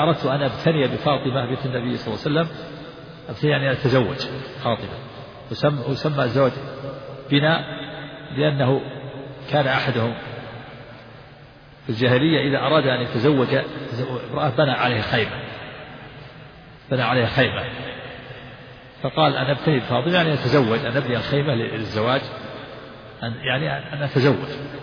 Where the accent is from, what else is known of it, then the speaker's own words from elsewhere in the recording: Najd, Saudi Arabia; وكان عندنا في نجد يجعل بدل جعل سقف البيوت الخشب